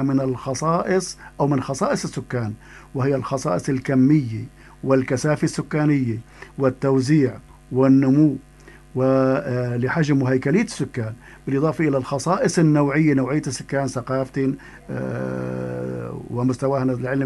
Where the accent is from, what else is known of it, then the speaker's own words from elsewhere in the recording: Syria; نحن عندنا في سوريا